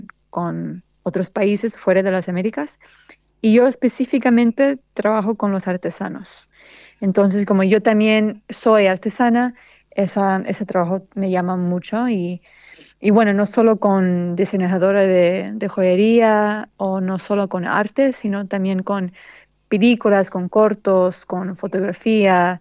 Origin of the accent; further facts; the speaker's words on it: New York, United States; now in Tunuyán, Argentina; ahorita estoy, de hecho estoy quedando por un tiempo acá en Tunuyán, pero originalmente soy de Nueva York, pero con papás argentinos. Bueno, mi mamá es de Argentina, mi papá es boliviano.